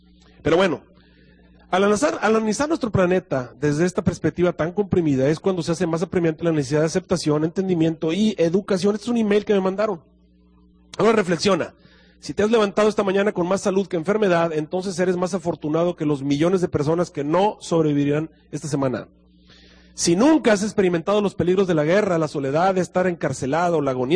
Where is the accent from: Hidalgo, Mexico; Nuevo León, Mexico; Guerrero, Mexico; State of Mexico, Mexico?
Nuevo León, Mexico; Monterrey; De paso, yo soy regiomontano, ¿verdad?